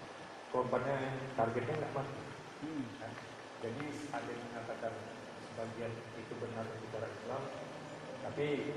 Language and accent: Indonesian; Makassar, South Sulawesi, Indonesia; dari Makassar.